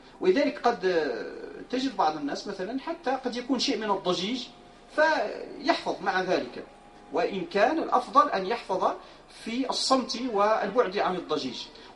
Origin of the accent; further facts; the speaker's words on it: Morocco; ولكن هذا البلاذر هو موجود عندنا في المغرب